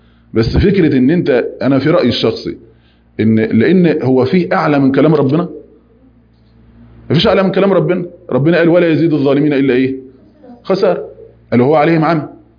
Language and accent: Arabic; Egypt; يعني لو احنا مثلا كمصريين قبل ما يجي